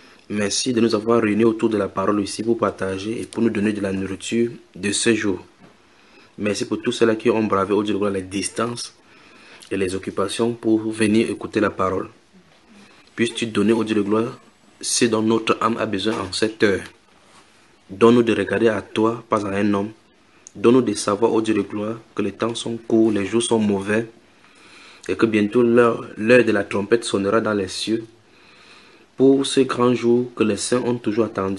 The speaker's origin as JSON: {"language": "French", "country": "Cameroon", "said": "nous venons du Cameroun."}